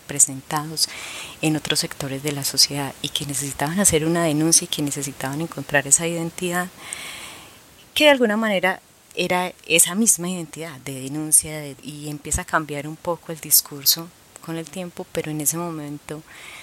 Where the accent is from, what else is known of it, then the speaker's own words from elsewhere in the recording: Medellín, Antioquia, Colombia; Uno eran los sicarios en los barrios pobres, yo soy de Castilla.